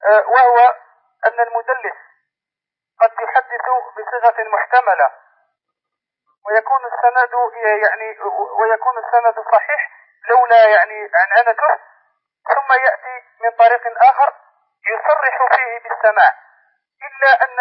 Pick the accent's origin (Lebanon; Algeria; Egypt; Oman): Algeria; شيخ، نحن طلبة من الجزائر، أشكلت علينا بعض المسائل